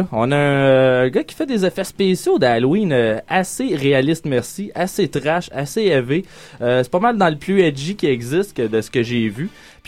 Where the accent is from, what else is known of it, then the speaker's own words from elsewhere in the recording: Laval, Quebec, Canada; Ben moi, tu sais, ben, j'ai grandi à Laval.